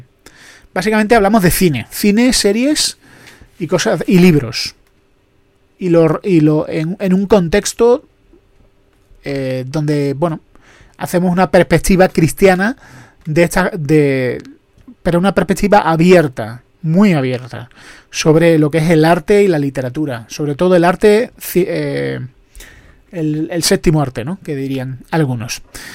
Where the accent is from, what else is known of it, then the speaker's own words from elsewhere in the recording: Andalusia, Spain; Yo que soy andaluz soy desconfiado